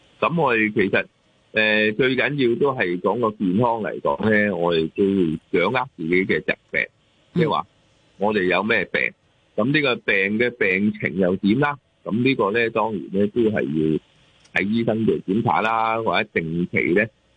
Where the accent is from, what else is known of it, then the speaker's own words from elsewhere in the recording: China; 我哋中国人嘅饮食或者去出街食嘢嘅饮食咧，都会嘅盐分高啦